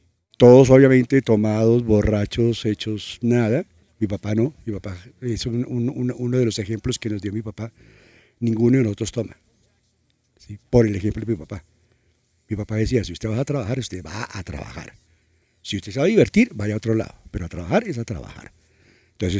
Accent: Cali, Valle del Cauca, Colombia; born there; also born or lived in Bogotá; De los 10 hermanos, 9 nacimos en Cali. ¿Sí? Y de ahí nos trasladamos a Bogotá y de ahí nacieron el resto, ¿sí?

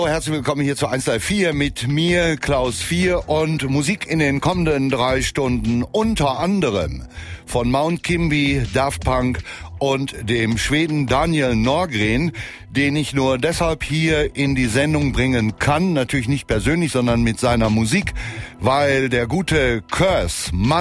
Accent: North Rhine-Westphalia, Germany; born there; Für mich als gebürtigen Westfalen ist das sowieso obligatorisch, dürfte klar sein.

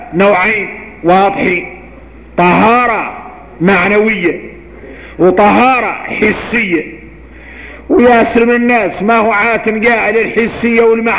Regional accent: Mauritania; واحنا موريتاني

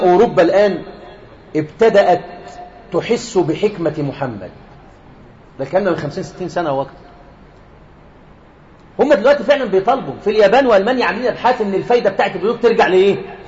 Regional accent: Egypt; احنا عندنا في مصر هنا بنات في الاعدادي

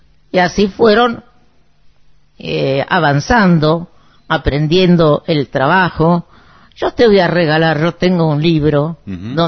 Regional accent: Moisés Ville, Santa Fe, Argentina; also born or lived in Rosario; me crié en Moisésville.

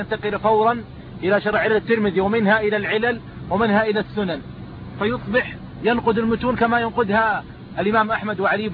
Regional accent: Riyadh, Riyadh Province, Saudi Arabia; عندنا في الرياض ظهرت ما يسمى بالتفريق

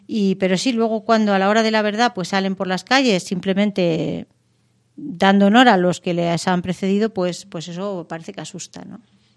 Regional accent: Mérida, Extremadura, Spain; por ejemplo, en Mérida, en mi tierra

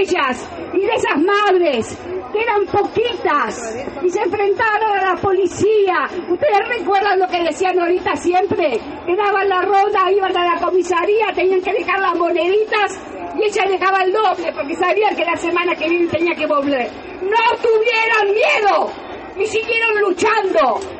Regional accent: La Plata, Buenos Aires Province, Argentina; en mi ciudad natal, la ciudad de La Plata, fueron 100 compañeros asesinados.

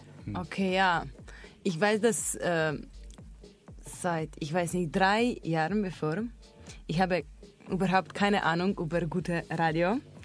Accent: Slovenia; German is a second language; ich komme aus Slowenien, und ich habe eine Erfahrung dann mit unserem Nationalradio

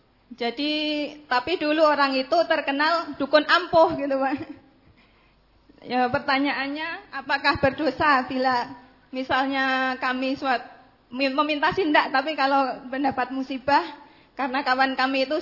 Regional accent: Bangka Belitung Islands, Indonesia; Saya dari Bangka Belitung.

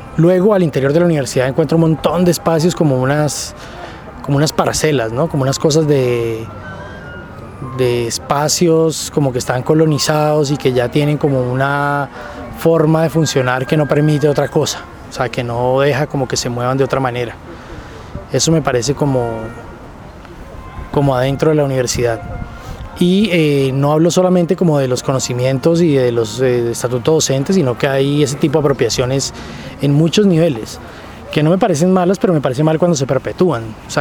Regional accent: Tuluá, Valle del Cauca, Colombia; now in Cali, Colombia; yo no viví casi la ciudad, llegué como a Cali y de Tuluá, y aquí encontraba como el campo

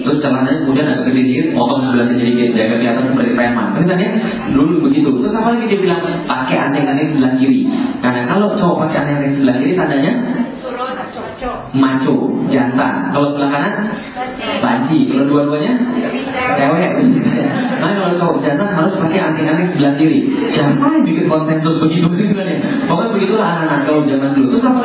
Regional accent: Palembang, South Sumatra, Indonesia; moved away as an adult; also born or lived in Bogor; Saya meninggalkan kota asal saya Palembang, kemudian kuliah ke Bogor, kemudian balik lagi setelah 13 tahun. 13 tahun gak pernah lihat kota Palembang

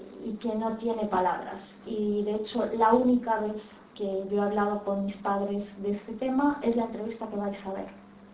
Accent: Galicia, Spain; como en muchos pueblos de Galicia, en mi pueblo todo el mundo emigró, todo el mundo tiene familia de inmigrantes, inician este proceso migratorio, un proceso que inicia mi madre, que se va primero a mediados de los años 60, ella sola a trabajar

